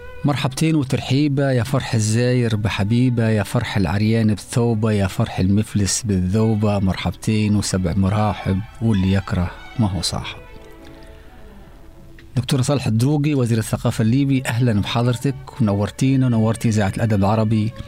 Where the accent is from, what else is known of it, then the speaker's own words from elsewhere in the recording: Egypt; أنا كمثقف مصري مثلا يعني، ولكن انتمائي وجذوري وتواصلي مع أهلي قبيلة براحصة في جبل الخضر في ليبيا وأيضا في مصر